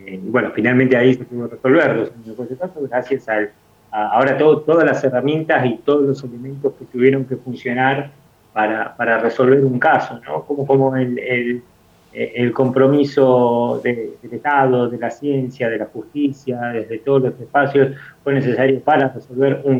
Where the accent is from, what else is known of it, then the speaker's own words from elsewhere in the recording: Campo de Mayo, Buenos Aires Province, Argentina; born there; la gestación haya sido dentro del centro clandestino de detención, que fue Campo de Mayo, donde ellos estuvieron detenidos, que fue el lugar donde yo nací también.